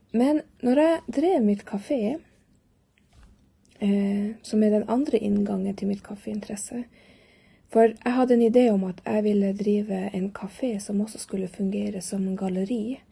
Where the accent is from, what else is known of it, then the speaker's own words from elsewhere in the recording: Norway; now in Lycksele, Sweden; är född och uppvuxen i Norge, bor nu i Lycksele i Sverige, har bott här i 8 år.